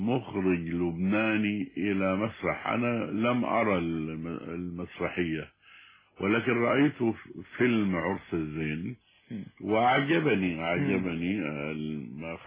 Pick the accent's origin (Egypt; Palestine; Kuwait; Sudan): Sudan; لأن عندنا في السودان الريد هو الحب